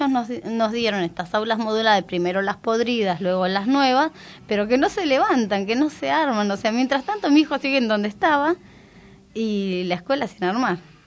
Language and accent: Spanish; González Catán, Buenos Aires Province, Argentina; now in Moreno, Argentina; porque me crié en La Matanza, soy de González Catán, hace 4 años nada más que estoy acá en Moreno